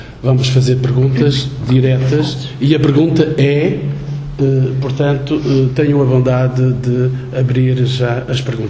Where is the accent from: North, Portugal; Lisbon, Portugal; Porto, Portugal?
North, Portugal; Eu também sou do Norte.